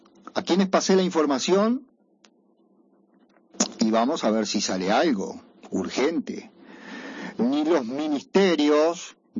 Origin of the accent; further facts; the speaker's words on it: Paysandú, Uruguay; Como saben, yo soy de Paysandú y me conozco bastante bien algunas zonas del río